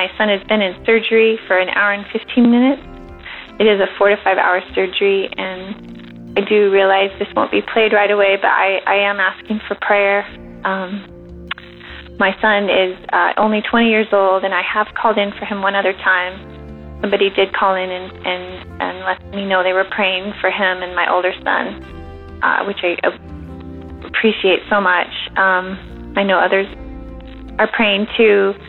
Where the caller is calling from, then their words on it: Lynden, Washington, United States; I'm calling from Washington State, Linden, Washington, and I'm calling for prayer.